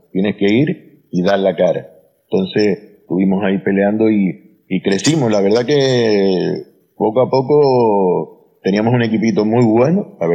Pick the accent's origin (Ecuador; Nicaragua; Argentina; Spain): Spain; Canary Islands; accent: Canarian; Y el acento canario, la verdad que sí se lo di porque soy más mal hablado.